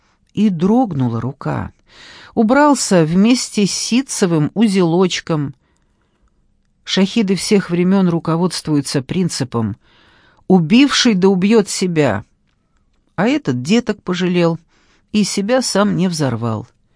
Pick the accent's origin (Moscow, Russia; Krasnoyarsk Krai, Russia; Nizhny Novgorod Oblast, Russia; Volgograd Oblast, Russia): Moscow, Russia; Я в Москве северянка. Жила на Каляевской, потом на Лесной, теперь вот на аэропорте уже 30 лет. Я люблю север Москвы.